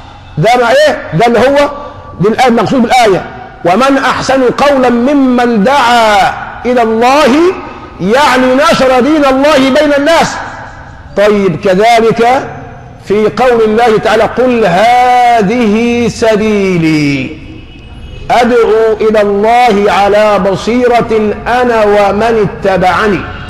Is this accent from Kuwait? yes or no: no; Egypt; عندنا في مصر من العشوائيه بنوا حته مدرس